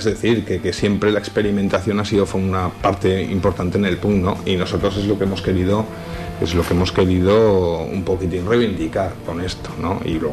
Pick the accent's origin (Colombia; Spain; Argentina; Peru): Spain; Tudela, Navarre; yo soy natural de Tudera, voy a empezar por mi propia experiencia